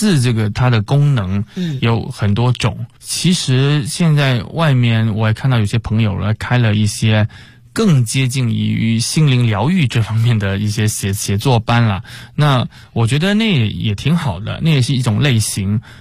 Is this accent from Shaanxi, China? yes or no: no; Chaozhou, Guangdong, China; 然后包括我的老家广东潮州啊